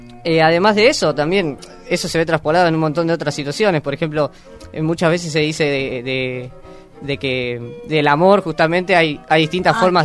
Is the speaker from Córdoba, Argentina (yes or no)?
no; Quilmes, Buenos Aires Province, Argentina; now in La Plata, Argentina; yo soy de Quilmes. Ajá. Y por razones de estudio estoy acá en La Plata.